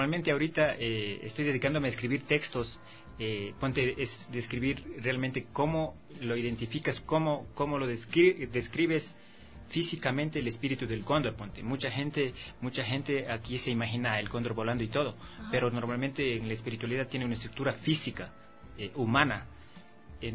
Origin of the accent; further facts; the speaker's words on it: Amazon, Ecuador; now in Quito, Ecuador; siempre estaban curiosos de que soy de la Amazonía y qué es lo que traigo realmente, qué estoy haciendo acá.